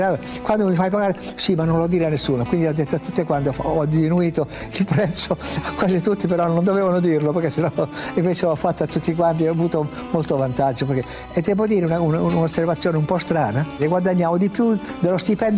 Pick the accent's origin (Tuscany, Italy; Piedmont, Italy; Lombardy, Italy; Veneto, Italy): Piedmont, Italy; E io forse, e poi da piemontese fesso, testardo, io ho detto no, io devo andare.